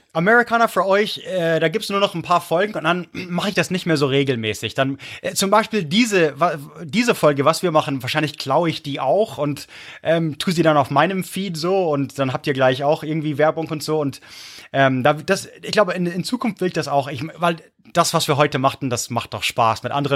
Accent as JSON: {"language": "German", "town": "Munich", "region": "Bavaria", "country": "Germany", "tie": "born or raised there", "also_born_or_lived": "Prague, Czech Republic", "said": "Ihr seid als Münchner Snob aufgewachsen, dann nochmal 10 Jahre Prag."}